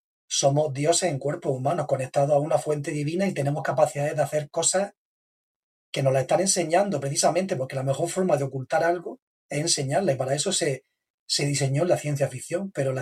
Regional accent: Murcia, Region of Murcia, Spain; que también soy de Murcia, estamos en Murcia ahora.

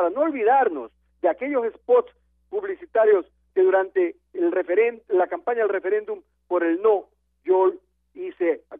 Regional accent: Ecuador; Pero sí es mi deber, como ciudadano ecuatoriano, como persona responsable

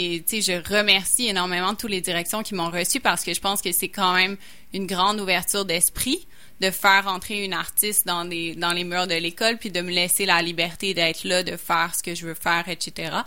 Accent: Quebec, Canada; Fait que ça, en tant que Québécois, ça fait beaucoup réagir.

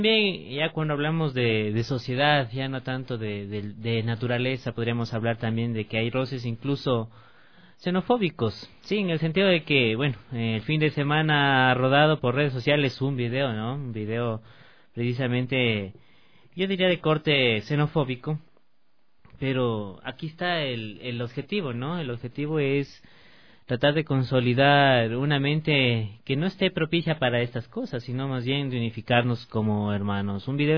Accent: Ecuador; es importante reconocer también los atributos que tenemos como ecuatorianos

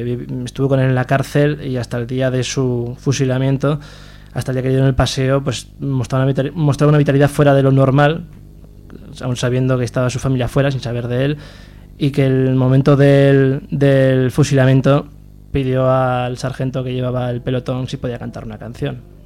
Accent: Aragon, Spain; este señor es del lado de mi pueblo. Es de Maella. Es un pequeño pueblo debajo de Caspe, debajo de... bueno, el Bajo Aragón

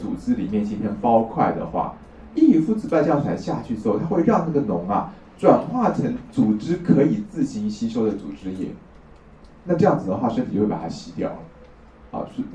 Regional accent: Taiwan; 可是我们台湾这边就很奇怪，就是很喜欢把小孩的肚子打开来拉掉那个阑尾

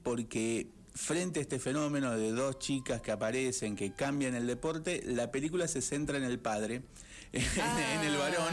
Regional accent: Pergamino, Buenos Aires Province, Argentina; que es de Pergamino, que es mi ciudad natal

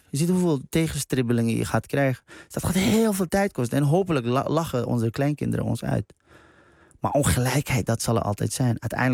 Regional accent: Iran; nog nooit ben ik opgestaan met het gedachte, god, wat ben ik toch een Iraanse man.

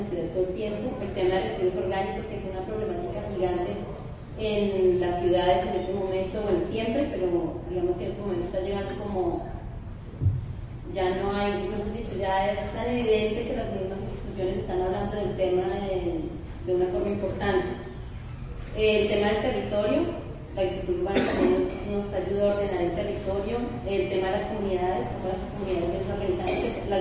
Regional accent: Bogotá, Colombia; vengo de Bogotá

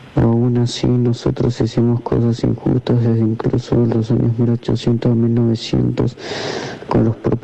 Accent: Argentina; Soy un joven argentino

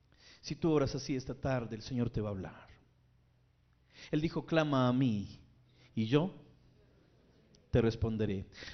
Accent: Armenia, Quindío, Colombia; moved away; Bueno, yo, aunque soy realmente de Armenia, soy cuyabro, pero llevo más de 20 años viviendo fuera.

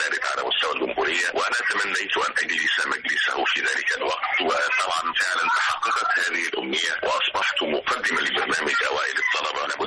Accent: Aswan Governorate, Egypt; now in Alexandria, Egypt; ولو لم أكن انتقلت من قريتي من أسوان إلى الإسكندرية

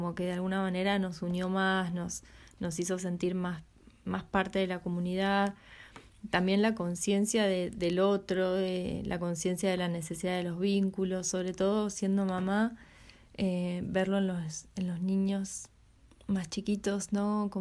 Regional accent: Buenos Aires, Argentina; now in Punta Negra, Uruguay; vivo acá en Punta Negra hace un año, vengo de Buenos Aires, soy mamá de tres niños

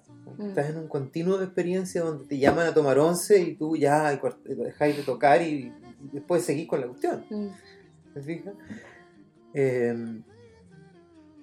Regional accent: Contulmo, Biobío, Chile; yo soy de Contulmo, un pueblo muy pequeño que está en la novena, en el límite de la octava y la novena región.

